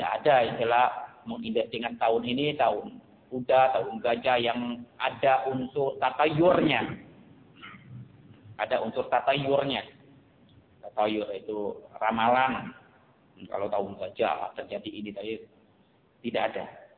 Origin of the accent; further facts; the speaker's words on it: Bangka, Bangka Belitung Islands, Indonesia; kalau kita di Melayu, khususnya di daerah saya Bangka